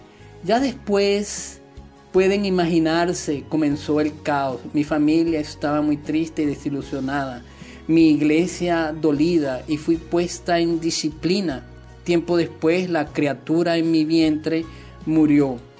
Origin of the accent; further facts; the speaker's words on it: Dominican Republic; montaña más alta del Caribe, que según tengo entendido es en República Dominicana, que se encuentra en mi país